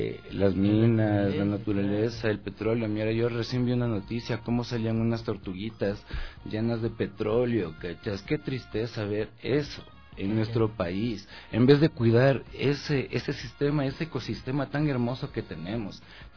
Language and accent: Spanish; Ecuador; como lo que somos como ecuatorianos, que aquí estamos representando todo lo que es nuestra tierra